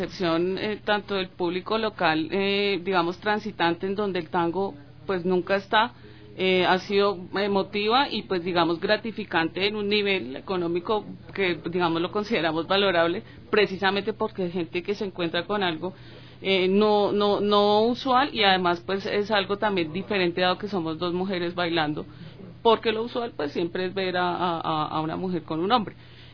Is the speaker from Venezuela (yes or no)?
no; Bogotá, Colombia; Yo soy de Bogotá y voy a vivir a establecerme en Buenos Aires, entonces sí vengo bajando desde Colombia.